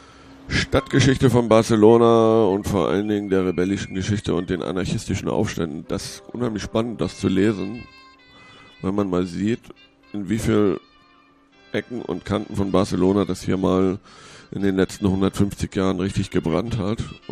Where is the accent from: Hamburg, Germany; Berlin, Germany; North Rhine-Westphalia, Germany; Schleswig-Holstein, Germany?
Hamburg, Germany; Es gab aus meiner Heimatstadt Hamburg